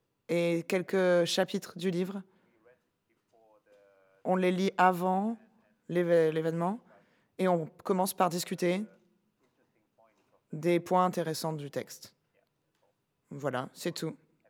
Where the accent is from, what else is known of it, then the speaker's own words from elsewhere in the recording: Indonesia; d'Indonésie.